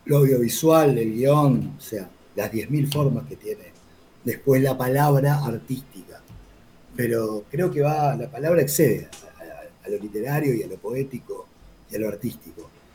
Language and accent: Spanish; La Plata, Buenos Aires Province, Argentina; mi lugar de nacimiento, con mi origen, que fue acá a La Plata, unos meses antes de la dictadura, del 76. Me crié acá, bueno, al principio mi infancia fue un poco la dictadura, fue tipo un exilio interno que se tomaron mis viejos.